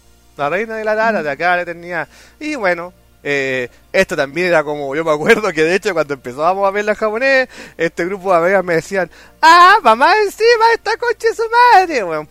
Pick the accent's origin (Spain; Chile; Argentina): Chile; A mí en ese momento, como occidental, como un chileno viendo esta weá por primera vez, fue como, wow.